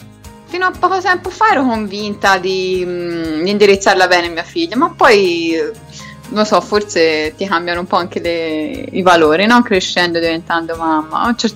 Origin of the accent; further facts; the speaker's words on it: Florence, Tuscany, Italy; Cioè siamo di Firenze, che vuoi fare la domenica?